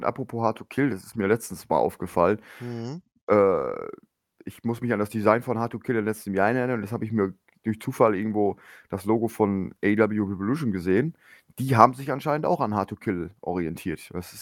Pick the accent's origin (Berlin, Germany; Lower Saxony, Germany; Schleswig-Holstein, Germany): Lower Saxony, Germany; born there; Ich bin ja im Emsland geboren und dementsprechend dem SV Meppen verbunden.